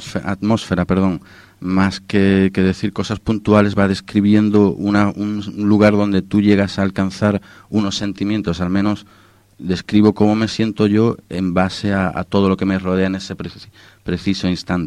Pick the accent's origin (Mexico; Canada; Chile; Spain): Spain; Algeciras, Andalusia; vivía en Sicilia, en Palermo, y vine a pasar las Navidades con la familia. Yo soy de Algeciras y tengo hermanos por toda España